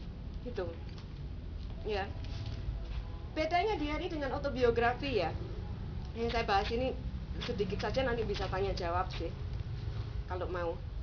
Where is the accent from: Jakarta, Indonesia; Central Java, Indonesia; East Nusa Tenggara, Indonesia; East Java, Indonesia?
East Java, Indonesia; Surabaya; saya bilang, saya ini orang Indonesia, saya bilang, lahir besar di Surabaya.